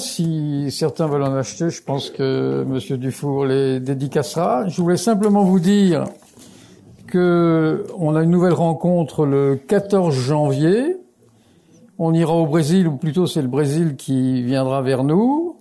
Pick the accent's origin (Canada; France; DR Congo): France; Oui, je suis français, donc je ne suis pas sûr que je prononce bien.